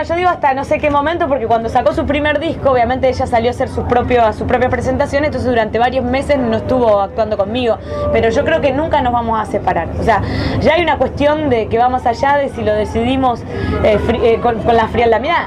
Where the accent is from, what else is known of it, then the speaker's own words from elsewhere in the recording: Argentina; Yo a mi pueblo lo defiendo mucho y para mí es el pueblo más lindo de la República Argentina, pero no voy a negarte que no tenemos nada para ofrecer turísticamente. Se te va a hacer toda meseta.